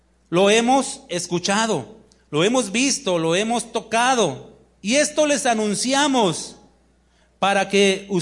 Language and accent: Spanish; Mexico City, Mexico; Yo vengo de la Ciudad de México.